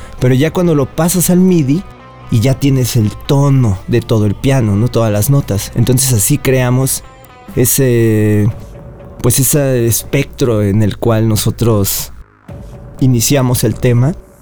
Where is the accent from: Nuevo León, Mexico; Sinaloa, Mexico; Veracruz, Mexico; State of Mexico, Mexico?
Veracruz, Mexico; O sea, que nosotros somos mexicanos, somos de Veracruz, hemos vivido mucho tiempo en Veracruz.